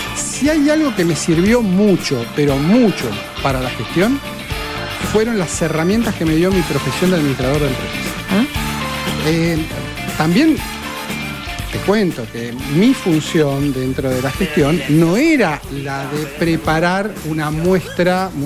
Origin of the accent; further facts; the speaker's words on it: Quilmes, Buenos Aires Province, Argentina; Toda mi vida viví en Quilmes. Toda mi vida, sí. En el centro de Quilmes.